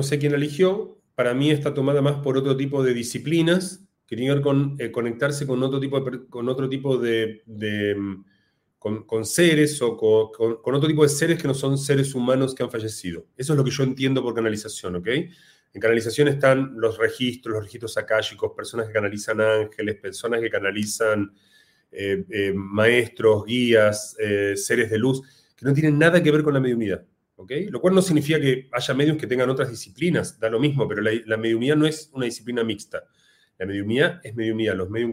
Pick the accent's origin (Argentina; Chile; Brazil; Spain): Argentina; argentino.